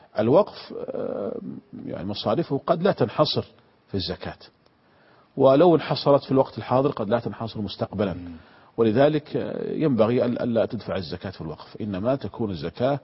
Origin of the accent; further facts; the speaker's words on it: Saudi Arabia; كانت عندنا في المملكة العربية السعودية قديما تسمى عكس وعكوس